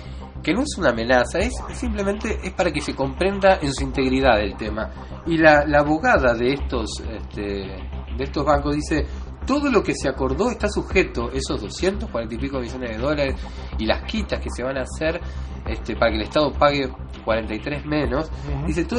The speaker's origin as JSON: {"language": "Spanish", "country": "Uruguay", "said": "Como uruguayo me siento en falta."}